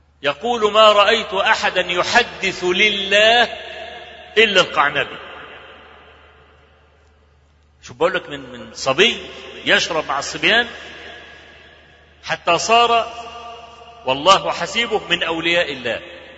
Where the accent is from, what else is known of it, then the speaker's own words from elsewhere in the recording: Egypt; عندنا في مصر